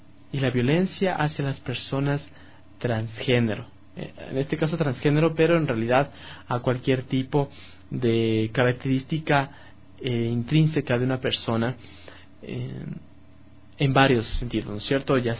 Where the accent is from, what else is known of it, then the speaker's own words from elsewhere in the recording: Ecuador; estamos obligados como ecuatorianos